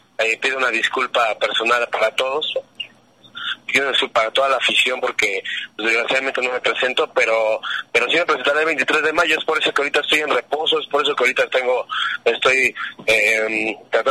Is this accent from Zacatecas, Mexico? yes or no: no; Mexico City, Mexico; born there; Guadalajara, Jalisco, la tierra tapatía, la tierra de toda mi familia, de mi madre, de mi abuelita, de todos. Yo sería tapatía, pero nací en el DF.